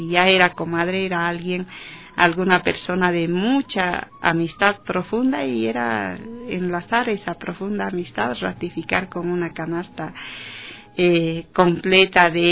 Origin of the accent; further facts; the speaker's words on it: south, Bolivia; unos temas muy profundos relacionados a comadres en la región del sur de Bolivia, allá en mi país.